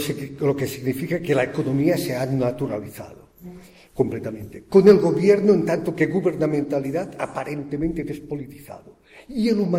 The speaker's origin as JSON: {"language": "Spanish", "town": "Barcelona", "region": "Catalonia", "country": "Spain", "said": "Yo vengo de Barcelona."}